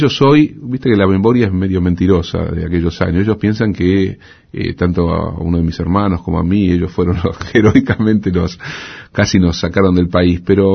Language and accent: Spanish; Argentina; moved away as an adult; experiencia europea, había pensado en irme, y el golpe adelantó lo que había sido una decisión, y me fui de la Argentina por unos años, el 30 de marzo del 76, en un momento tremendo, ¿no?